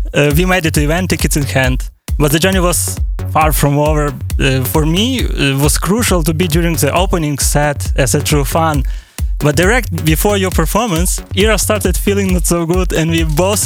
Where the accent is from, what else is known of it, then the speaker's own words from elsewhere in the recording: Lviv, Lviv Oblast, Ukraine; English is a second language; I already was on some gigs of Euro in Kyiv, but this time we didn't have to travel so far because we are from Lviv.